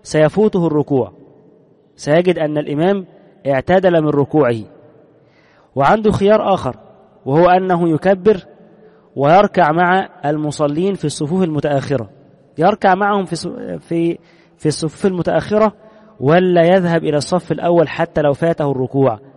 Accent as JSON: {"language": "Arabic", "country": "Egypt", "said": "عندنا في مصر سنجد أن حتى عامة الناس متأثرون"}